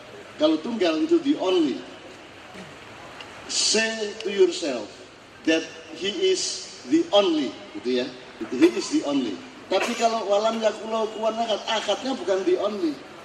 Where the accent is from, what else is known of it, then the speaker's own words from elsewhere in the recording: Java, Indonesia; saya orang Jawa.